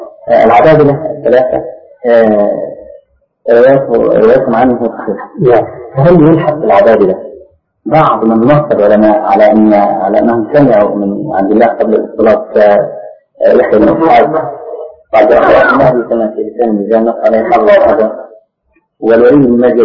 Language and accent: Arabic; Egypt; أخذها بعض أهل بعض الناس عندنا في مصر